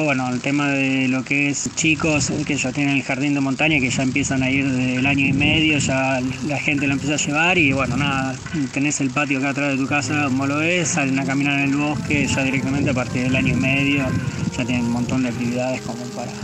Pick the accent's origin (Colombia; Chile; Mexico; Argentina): Argentina; Buenos Aires Province; Y vivir acá creo que es, me recuerda mucho a mi infancia, lo que era, yo vengo de Buenos Aires, provincia de Buenos Aires